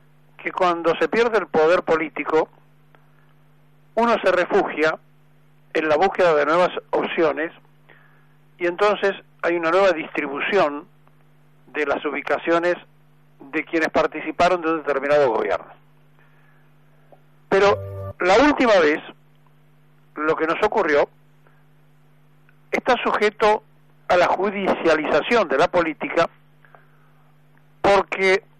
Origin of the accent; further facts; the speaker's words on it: Argentina; porque son argentinos todos, somos argentinos todos.